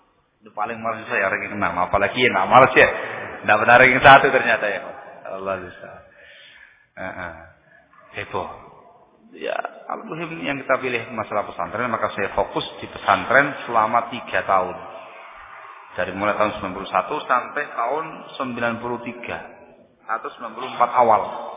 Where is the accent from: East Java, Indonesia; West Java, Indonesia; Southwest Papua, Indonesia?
East Java, Indonesia; Sidayu; born there; Lahir di Kecamatan Sidayu, Kabupaten Gresik, Jawa Timur. 36 tahun yang lalu.